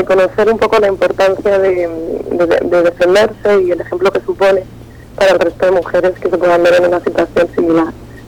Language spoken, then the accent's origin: Spanish; Madrid, Community of Madrid, Spain; moved away as an adult; now in New York, United States; soy de España, de Madrid, y vivo en Nueva York. Llevo ya 4 años trabajando en Nueva York y vine por estudios y trabajo.